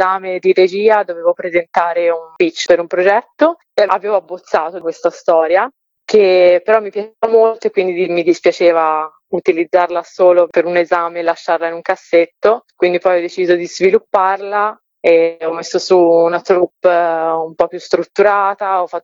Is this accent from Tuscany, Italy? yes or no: yes; Tuscany, Italy; Io sono toscana e insieme a questo racconto del folklore della mia terra